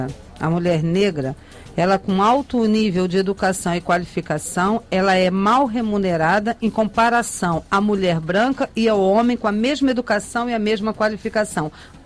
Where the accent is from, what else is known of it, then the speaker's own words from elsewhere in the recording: Rio de Janeiro, Brazil; born there; eu nasci no Morro da Mangueira, minha família é da Mangueira. Eu comecei a sair na Mangueira com 8 anos de idade. Hoje eu tenho 56 anos